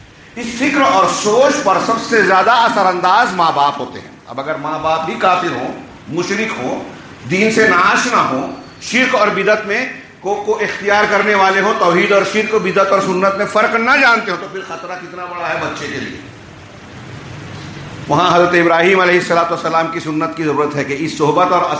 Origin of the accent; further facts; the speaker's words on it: India; born there; ہم ہندوستان میں پیدا ہوئے، ہندوستانی ماں باپ نے جو لباس پہنایا ہم وہی پہن رہے ہیں